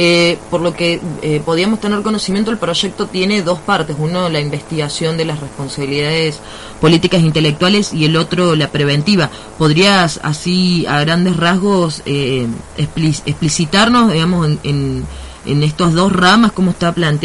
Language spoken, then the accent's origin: Spanish; Córdoba, Argentina; yo soy del interior de Córdoba y nosotros hemos tenido problemas similares